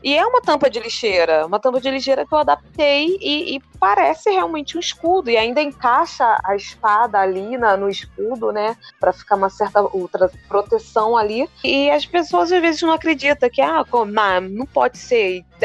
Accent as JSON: {"language": "Portuguese", "region": "Rio de Janeiro", "country": "Brazil", "said": "Eu sou aqui do Rio de Janeiro"}